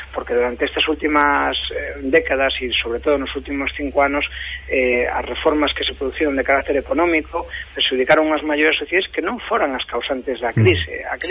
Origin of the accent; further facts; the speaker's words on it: Galicia, Spain; porque nos como galegos tamén temos interese en que nese debate se nos teña en conta, non?